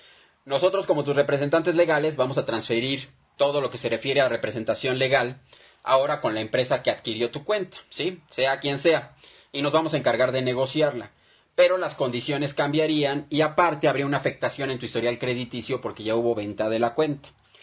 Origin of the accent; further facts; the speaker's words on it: Mexico; Somos ciudadanos mexicanos, yo creo que eso no tiene por qué dividirnos